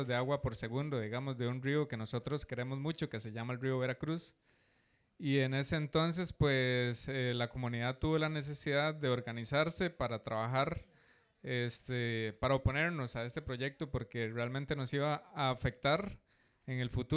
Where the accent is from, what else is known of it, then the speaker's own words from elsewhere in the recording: Guasimal, Puntarenas, Costa Rica; soy de Guasimal de Punta Arenas